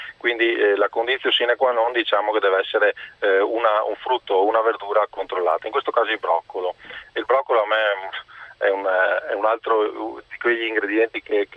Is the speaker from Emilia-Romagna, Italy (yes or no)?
no; Veneto, Italy; io essendo veneto